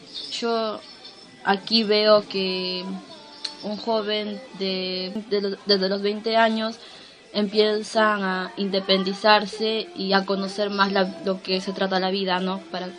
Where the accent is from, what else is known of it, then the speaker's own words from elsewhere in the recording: Lima, Peru; also born or lived in Huancavelica; now in Argentina; viví por un tiempo en Capital, soy de Lima, pero mis últimos años antes de venir aquí viví por la sierra en Huancavelica.